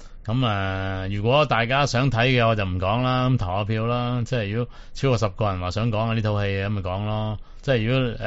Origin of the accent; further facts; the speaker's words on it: Guangdong, China; 但我哋广东人系咪冇用过呢个字嘅咧？